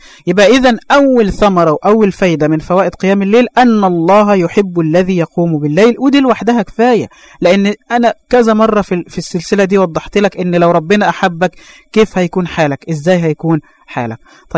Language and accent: Arabic; Egypt; وإحنا عندنا في مصر مثل بيقول النوم سلطان